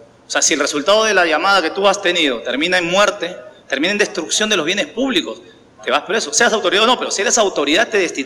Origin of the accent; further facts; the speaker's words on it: Peru; Mi presidente, si le puedo llamar mi presidente, que le quiere dar consejos a todo el mundo, no se acuerda que la constitución por la cual está regida el Perú